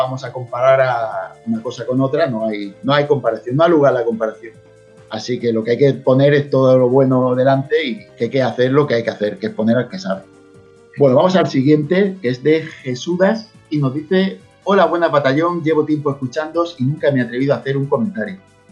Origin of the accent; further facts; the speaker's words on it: Mexico; Soy de México. Los juegos, para nosotros, pasaron de costar el doble que la generación pasada debido al dólar.